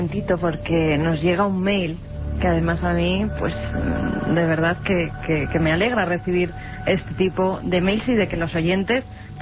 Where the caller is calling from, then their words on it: Peñaflor, Andalusia, Spain; de Sevilla y quería contaros la historia del abuelo de mi amiga Maricruz. Según cuentan, en mi pueblo, Peñaflor